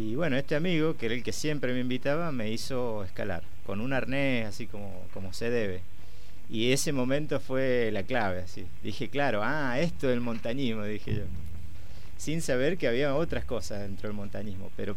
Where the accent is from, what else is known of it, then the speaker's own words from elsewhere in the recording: Mendoza, Argentina; soy mendocino, nací aquí en Mendoza y estudié aquí primaria, secundaria, estudié en el Colegio San Luis Gonzaga.